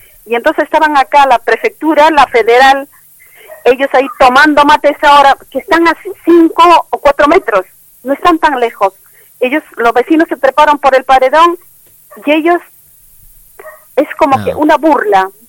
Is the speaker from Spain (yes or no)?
no; Peru; Yo soy de Perú.